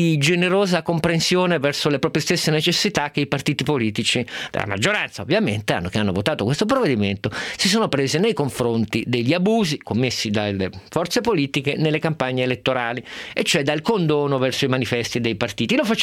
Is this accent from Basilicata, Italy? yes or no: no; Turin, Piedmont, Italy; io che sono torinese